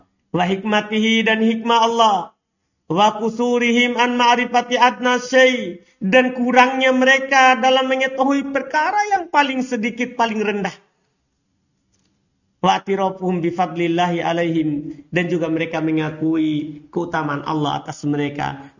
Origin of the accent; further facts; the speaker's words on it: East Nusa Tenggara, Indonesia; Tidak perlu kita malu mengaku saya orang Flores.